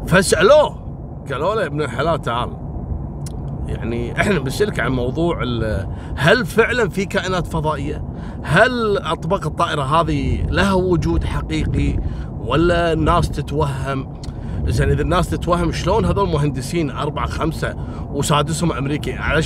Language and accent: Arabic; Kuwait